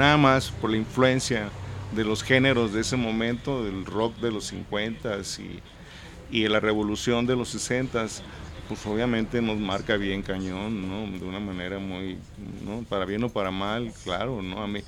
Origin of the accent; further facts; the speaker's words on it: Nogales, Sonora, Mexico; moved away; Y bueno, ese es mi lugar de origen. Así es que yo, por eso digo que yo crecí en Nogales.